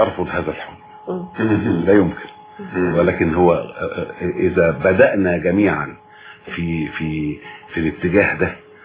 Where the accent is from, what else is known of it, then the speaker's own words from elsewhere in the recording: Sebk El Dahhak, Monufia Governorate, Egypt; بلدنا اسمها سبك الضحاك, ومن هنا جاء